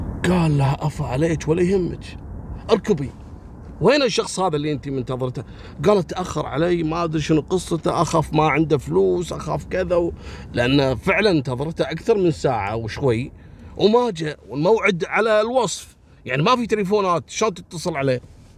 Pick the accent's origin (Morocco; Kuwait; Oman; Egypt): Kuwait; تدرون عندنا بالكويت لما واحد ويا واحدة يتمشون بالسيارة الشرطة يوقفونه